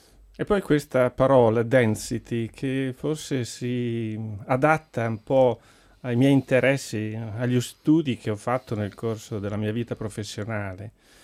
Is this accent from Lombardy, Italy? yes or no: yes; Mantua, Lombardy, Italy; Sono cresciuto in ambiente cattolico, nella provincia lombarda, sono di Mantova.